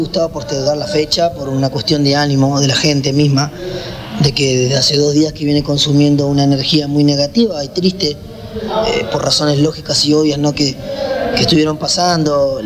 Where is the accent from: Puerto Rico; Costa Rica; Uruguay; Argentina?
Argentina; todo lo que consumimos nosotros como argentinos, que el argentino es muy consumista de lo que viene de afuera